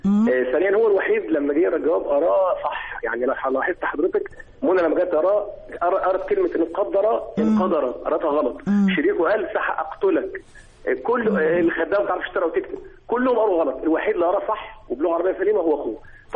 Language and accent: Arabic; Tanta, Gharbia, Egypt